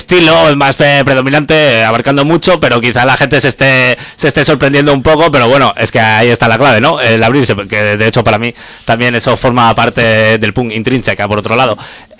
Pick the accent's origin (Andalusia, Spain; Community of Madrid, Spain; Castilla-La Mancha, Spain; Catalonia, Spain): Catalonia, Spain; L'Hospitalet de Llobregat; vive en el límite de Barcelona, pero al otro lado vivo yo, que soy de Hospitalet